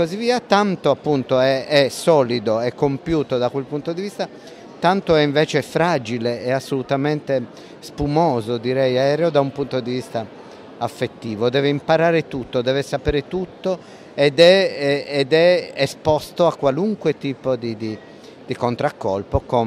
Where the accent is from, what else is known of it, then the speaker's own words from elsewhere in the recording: Sardinia, Italy; Noi, in quanto sardi, eravamo esperti di Prima Guerra Mondiale